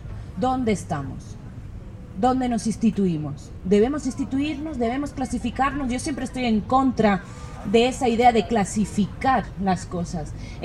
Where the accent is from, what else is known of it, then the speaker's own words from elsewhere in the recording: Basque Country, Spain; yo vengo del País Vasco, de España, me da igual en qué feria de arte me ponga, que siempre es lo mismo.